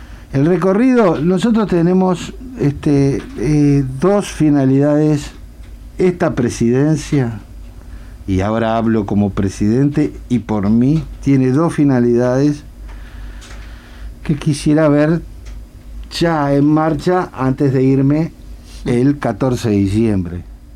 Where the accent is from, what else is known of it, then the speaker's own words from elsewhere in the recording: Montevideo, Uruguay; Yo soy montevideano, sí, 100%.